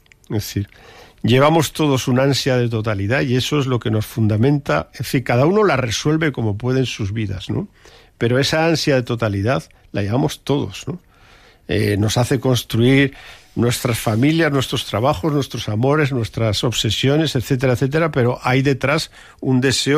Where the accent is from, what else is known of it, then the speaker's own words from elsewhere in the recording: Barbastro, Aragon, Spain; recuerdo en mi pueblo en Barbastro, decía mi madre